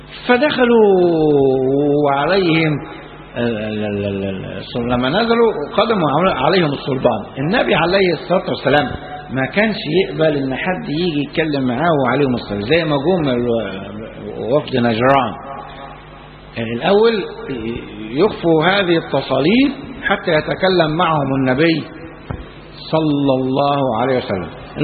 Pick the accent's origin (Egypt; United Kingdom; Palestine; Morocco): Egypt; النهاردة يعني احنا في بلدنا مصر ما كناش نشوفوا